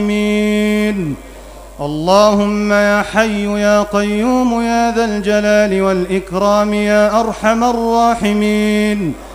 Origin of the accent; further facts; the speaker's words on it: Egypt; واحفظ بلدنا مصر الحبيبة بعينك التي لا تنام